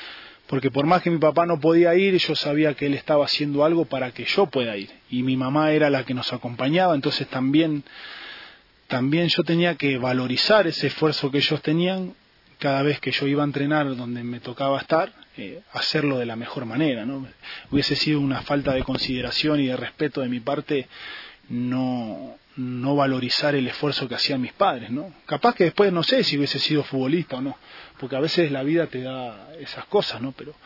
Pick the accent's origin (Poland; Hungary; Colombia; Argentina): Argentina; also born or lived in Ecuador; yo me nací en Ecuador, pero me crié en Argentina.